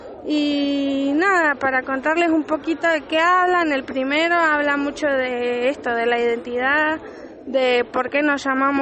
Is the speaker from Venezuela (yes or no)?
no; Bariloche, Río Negro, Argentina; vengo de Bariloche, de Furilovche allá.